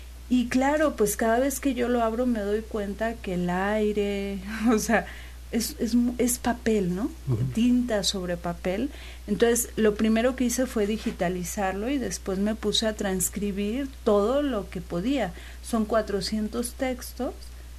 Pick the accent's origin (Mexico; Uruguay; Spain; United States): Mexico; Mexico City; Yo soy de la Ciudad de México.